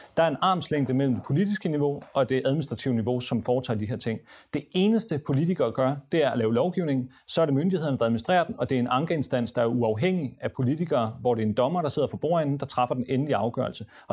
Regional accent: Somalia; now in Denmark; Godt nok er jeg fra Somalia, men jeg fik ikke den der kampagne.

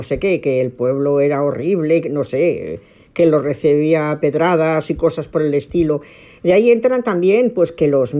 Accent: Spain; now in Madrid, Spain; yo soy español, como si los demás no lo fuéramos

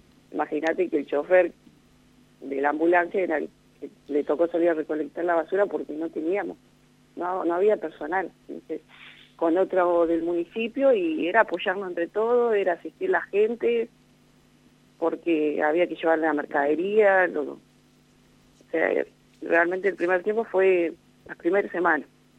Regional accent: Santa Isabel, La Pampa, Argentina; now in Limay Mahuida, Argentina; Yo soy oriunda de Santa Isabel, en realidad.

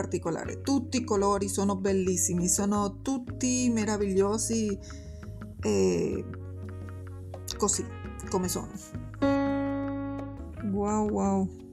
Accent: Caracas, Capital District, Venezuela; Italian is a second language; now in Salerno, Italy; Io sono nata a Caracas, Venezuela.

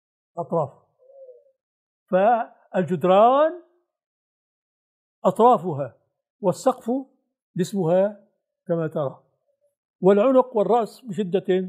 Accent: Syria; عندنا في الشام في البناء سقيفة فراغ تحت السقف

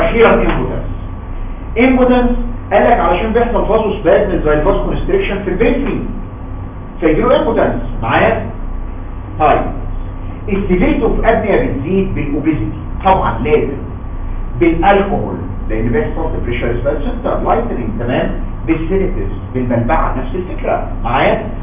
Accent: Egypt; احنا فعلا مصريين لينا كاركتر مختلف عن العالم كله

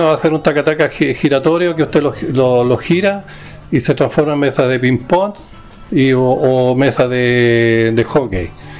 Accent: Temuco, Araucanía, Chile; yo me vine de Temuco con la intención de colocar una mueblería acá

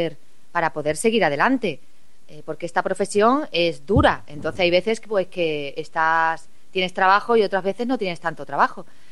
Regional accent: Cáceres, Extremadura, Spain; con mi ciudad, con Cáceres, una ciudad donde yo nací, la ciudad que me lo ha dado todo, mi familia... donde vivo y resido, a pesar de que viajo mucho

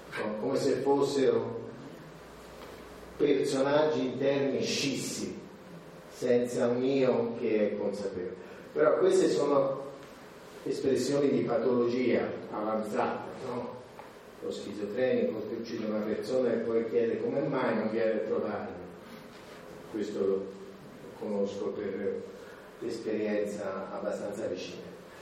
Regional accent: Lucca, Tuscany, Italy; born there; io sono nato a Lucca

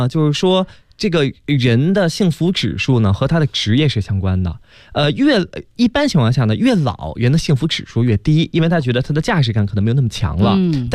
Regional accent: Beijing, China; 这刚才给大家说那是我们北京话啊

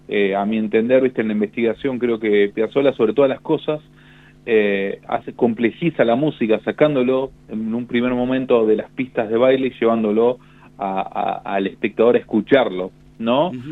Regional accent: Argentina; esta música que nos define como argentinos, ¿no?

